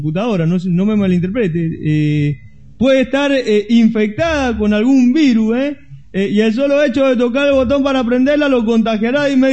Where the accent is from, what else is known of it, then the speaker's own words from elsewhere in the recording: Cuba; No es muy amargo estar mundial por Cuba, ¿eh, chicos? Que es mi tierra.